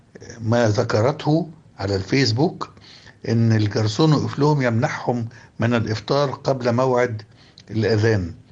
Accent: Egypt; النبل ده والجمال والتسامح والمحبة اللي في العلاقة بينا كمصريين

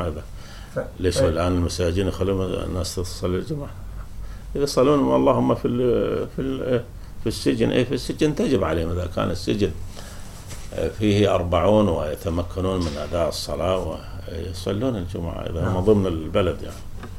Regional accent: Syria; ولذلك حتى عندنا في سوريا

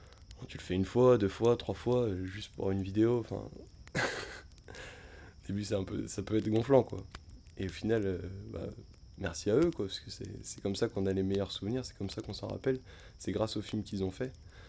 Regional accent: Auvergne-Rhône-Alpes, France; alors que nous, on vient du Beaujolais, donc le Jura, c'est pas très loin, c'est 1 heure de route, 2 heures de route.

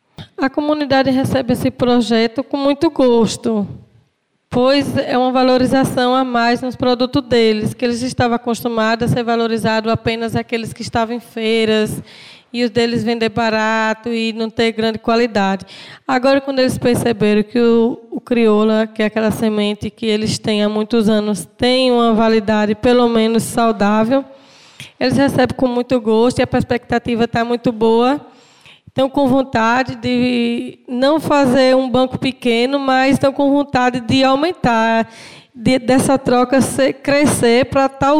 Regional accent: Antas, Bahia, Brazil; sou da comunidade de Brejo, no município de Antas.

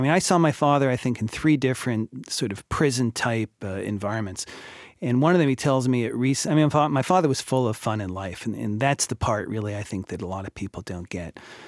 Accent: Montreal, Quebec, Canada; I grew up in Montreal

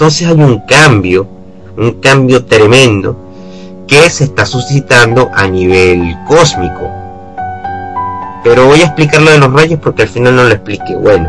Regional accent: Venezuela; moved away; Yo crecí en Venezuela, donde un ambiente totalmente mágico

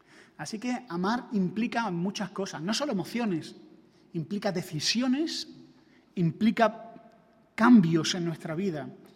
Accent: Andalusia, Spain; Ahora que vengo de Andalucía, los andaluces tenemos, me imagino que en otras comunidades también se dice, ¿no?, la costumbre de poner el pronombre mí delante del nombre

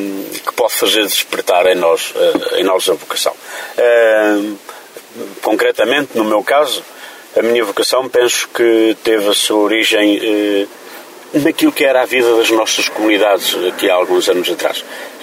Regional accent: Paúl, Centro, Portugal; Eu sou do Paúl, no concelho da Covilhã

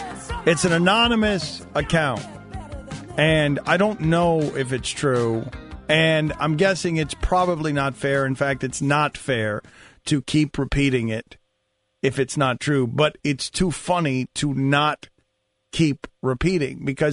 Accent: Miami, Florida, United States; I'm from Miami. They're doing a show in Miami. I've lived in Miami all my life.

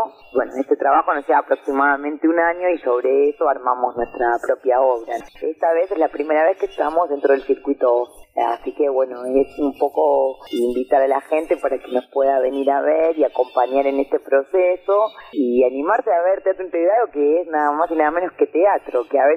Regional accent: Villa Madero, Buenos Aires Province, Argentina; Nosotros somos de La Matanza, del barrio de Villa Madero

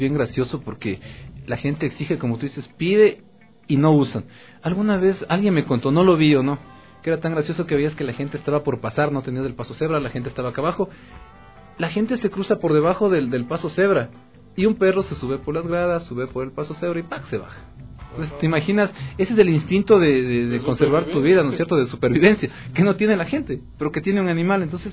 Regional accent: Ecuador; Y justamente como buen ecuatoriano, yo llegaba a la esquina

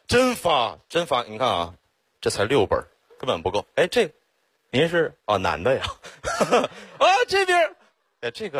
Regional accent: Xiong'an, Hebei, China; now in Beijing, China; 土生土长的雄安人，从小在那长大。

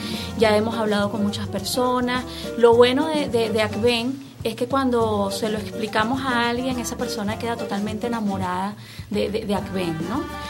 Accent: Venezuela; cada uno como venezolano

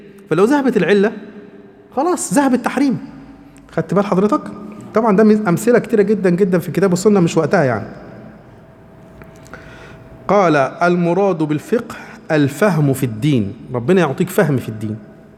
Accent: Egypt; احنا عندنا مصر، بلدنا مصر دي سميت مصر ليه؟

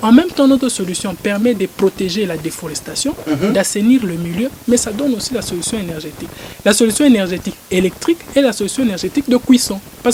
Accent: Lubumbashi, Haut-Katanga, DR Congo; rondes dans la ville de Lubumbashi où j'ai grandi.

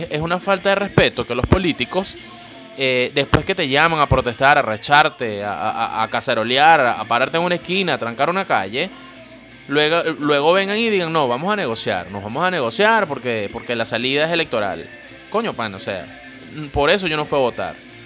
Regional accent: Venezuela; no por eso soy menos venezolano que tú

